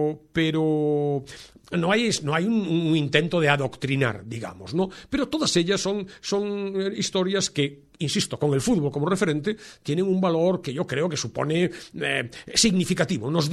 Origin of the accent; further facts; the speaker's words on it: Vigo, Galicia, Spain; Yo soy de Vigo, yo iba a Balaídos, al estadio del Celta, cada 15 días con mi padre